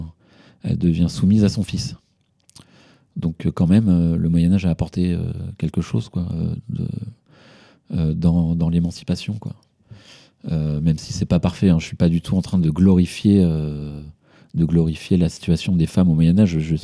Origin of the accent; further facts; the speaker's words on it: France; parce que je suis français, donc j'ai pris l'histoire de France.